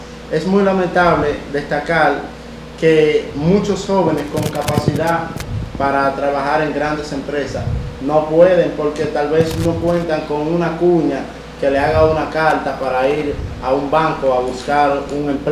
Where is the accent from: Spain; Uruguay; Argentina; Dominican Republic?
Dominican Republic; como jóvenes dominicanos y dominicanas, debemos de luchar, empoderarnos para que se nos respete nuestro derecho